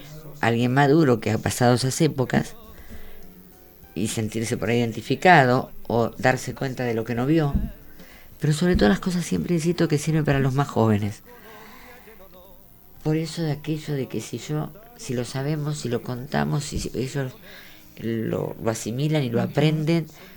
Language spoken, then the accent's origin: Spanish; La Plata, Buenos Aires Province, Argentina; no soy de La Plata solamente, yo soy de Villa Elvira.